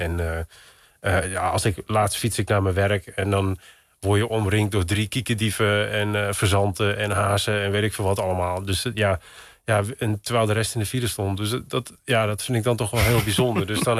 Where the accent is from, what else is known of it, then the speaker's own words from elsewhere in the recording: Texel, North Holland, Netherlands; born there; het was nooit een doel om hier terug te komen of zo op Texel. En nu woon ik in het dorp waar ik geboren ben.